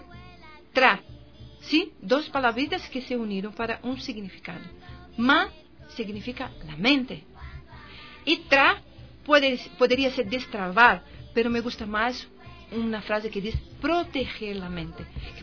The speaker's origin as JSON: {"language": "Spanish", "country": "Brazil", "second_language": "Spanish", "said": "mi acento, dicen que es de un país muy alegre. Ni siempre somos tan alegres, pero la verdad es que la mayoría somos. ¡De Brasil!"}